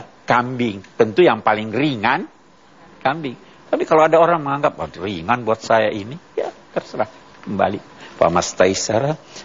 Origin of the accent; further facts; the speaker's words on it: Indonesia; Ya, jadi kita dari Indonesia kena itu.